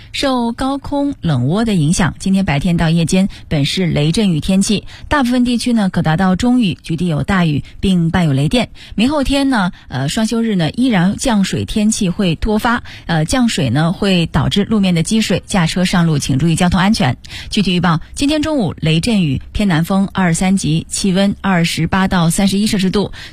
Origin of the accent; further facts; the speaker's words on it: China; 我们内地人